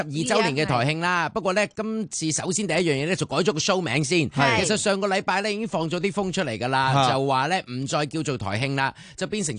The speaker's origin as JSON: {"language": "Cantonese", "country": "Hong Kong", "said": "作为香港人啊"}